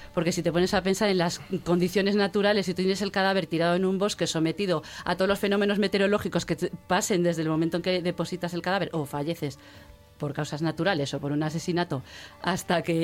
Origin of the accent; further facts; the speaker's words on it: Galicia, Spain; Soy gallega, yo no lo puedo evitar.